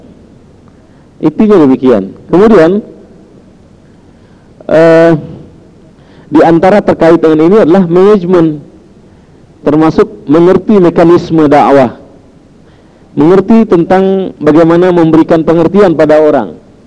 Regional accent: Jakarta, Indonesia; born there; Lahir di Jakarta tanggal 3 Juli 53. Alamat sekarang Islamic Center Iqra

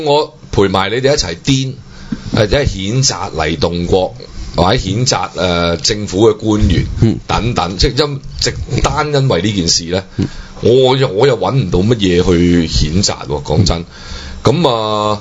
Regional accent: Hong Kong; 冇我哋香港人當年點樣救濟你乜乜啊？

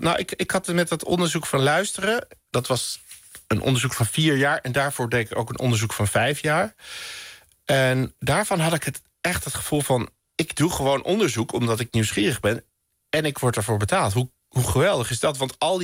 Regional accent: Amsterdam, North Holland, Netherlands; Ik kom uit Amsterdam bij het Veldert.

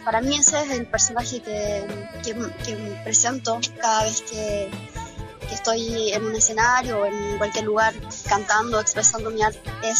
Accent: Concepción, Biobío, Chile; yo me inicié en el rock en mi ciudad natal, en Concepción, en Chile.

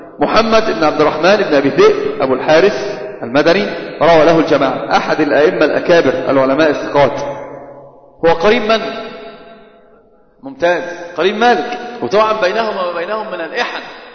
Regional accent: Upper Egypt, Egypt; أنا قلت دائما كثيرا عندنا بستشهد بالصعيد، عندنا في الصعيد يحسبونه قرآنا

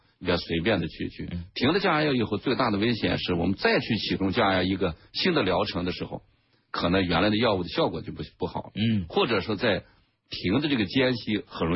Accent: China; 那么我们中国人、亚洲人来讲，我们有我们独特的我们这种机体的药物代谢的规律。

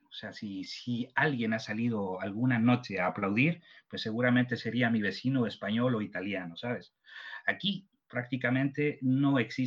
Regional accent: Ecuador; te comento que yo soy ecuatoriano y como algunos o muchos de vosotros sabréis, el Ecuador tiene unas regiones naturales que están bastante bien definidas

